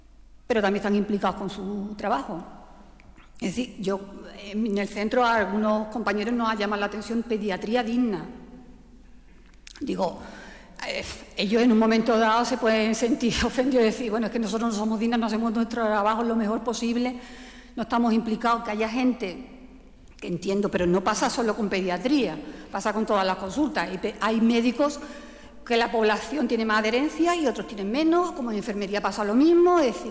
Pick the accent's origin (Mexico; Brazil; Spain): Spain; Málaga, Andalusia; Yo soy de Málaga y en Málaga también existe el problema